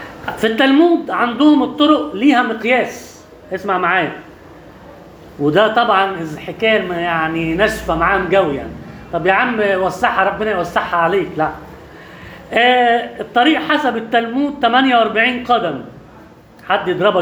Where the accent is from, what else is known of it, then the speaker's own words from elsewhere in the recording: Alexandria, Alexandria Governorate, Egypt; عندنا في اسكندرية المناطق القديمة